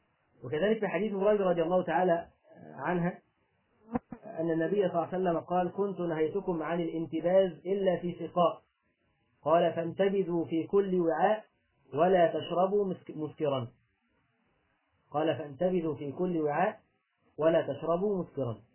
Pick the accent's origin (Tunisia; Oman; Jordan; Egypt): Egypt; اللي بيسموه عندنا في مصر اللي هو اللي اللي هو الخشاف